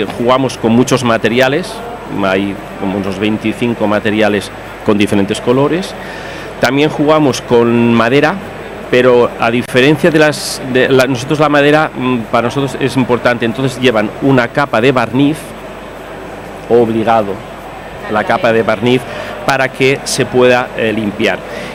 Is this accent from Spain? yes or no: yes; Alcoy, Valencian Community, Spain; now in Barcelona, Spain; yo vivo en Barcelona, yo soy de Alcoy, pero me fui hace unos años para allí